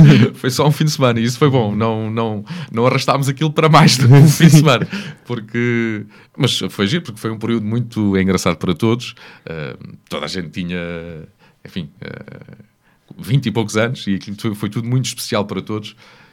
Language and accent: Portuguese; Ribatejo, Portugal; Quer dizer, sou um ribatejano. Não tenho nenhum orgulho especial por ser ribatejano. Sou ribatejano.